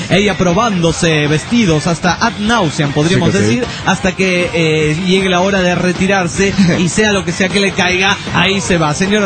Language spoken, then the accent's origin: Spanish; Monterrey, Nuevo León, Mexico; de Monterrey, Nuevo León, México.